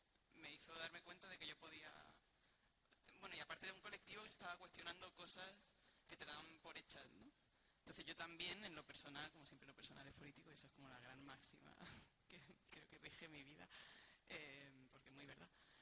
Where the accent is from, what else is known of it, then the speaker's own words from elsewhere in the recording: Morocco; de donde yo vengo, somos Marruecos, somos Norte de África.